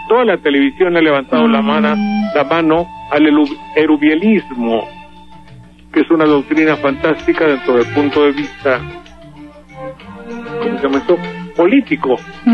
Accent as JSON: {"language": "Spanish", "region": "Veracruz", "country": "Mexico", "said": "Obvio, pues si somos de Veracruz, caramba, caracho."}